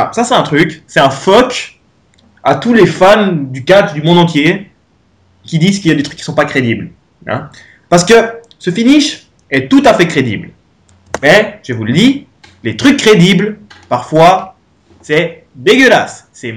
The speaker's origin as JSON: {"language": "French", "country": "Portugal", "said": "Surtout moi, parce que je suis portugais, donc je comprends rien ce que t'as dit"}